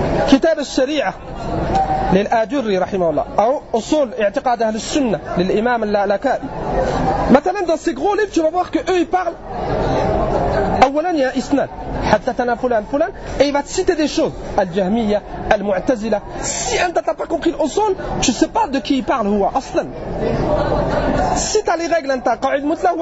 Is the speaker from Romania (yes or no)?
no; France; On vient de France, d'Europe